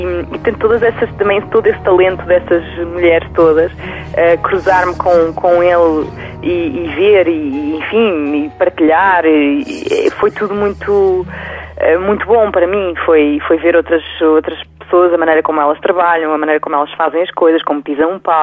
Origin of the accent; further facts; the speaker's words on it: Portugal; pois, mas eu sou portuguesa, não sou espanhola